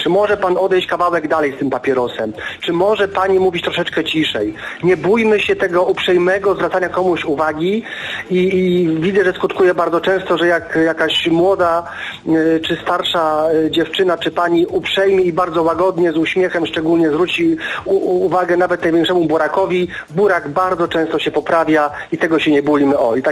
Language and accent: Polish; Gdynia, Pomeranian Voivodeship, Poland; I piękną Gdynię oczywiście, tak, no bo to moje rodzinne miasto, więc to tak po pierwsze.